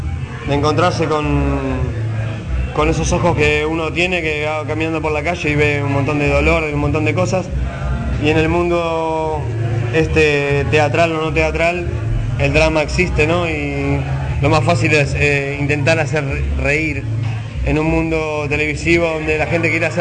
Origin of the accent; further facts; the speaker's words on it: Buenos Aires, Argentina; si mi forma de hablar de viajero puede ayudar, está mezclada con distintos lugares, pero bueno, yo qué sé, yo crecí acá en Buenos Aires